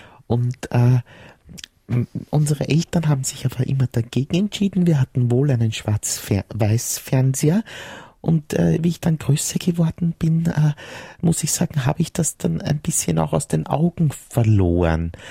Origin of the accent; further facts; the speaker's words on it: Vienna, Austria; born there; now in Styria, Austria; Ich rufe an aus der Steiermark. Ich bin eine gebürtige Wienerin, aber mit einem Steirer verheiratet.